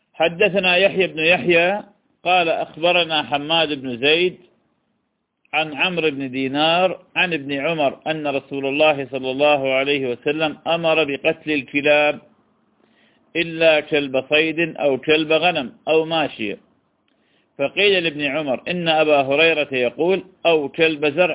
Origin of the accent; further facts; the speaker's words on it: Iraq; accent: Iraqi; هو ما يسمى بالكلب المشلوب بلهجتنا العراقية